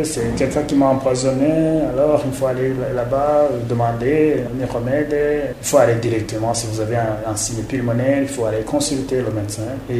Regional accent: Burundi; Chez nous, au Burundi, effectivement, cette maladie existe.

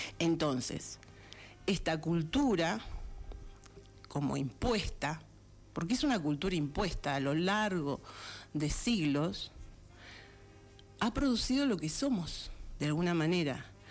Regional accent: Argentina; ¿Quiénes somos los argentinos?

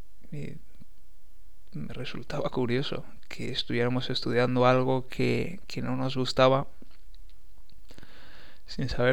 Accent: Valencia, Valencian Community, Spain; born there; Nací en 1975 en Valencia, en España

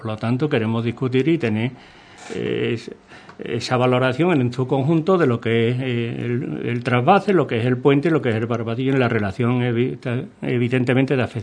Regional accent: Andalusia, Spain; pero que somos los gaditanos en general los que le hemos quitado.

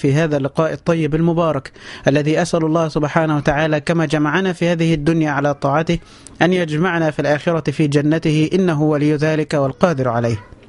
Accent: Egypt; النصارى عندنا في مصر هم أهل الذمة

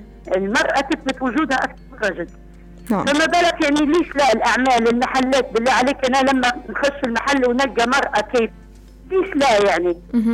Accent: Syria; عدد الإناث عندنا في سوريا كلها

